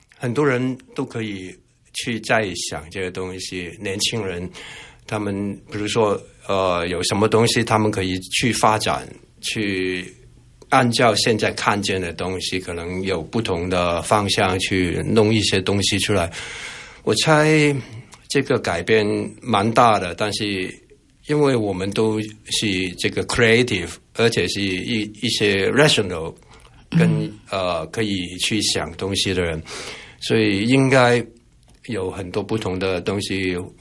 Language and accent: Chinese; Hong Kong; moved away as an adult; now in Taiwan; 虽然我从香港来，但是我是二月初已经来了，我不是刚下机然后再拍照。所以这个希望大家了解我已经在这边两个多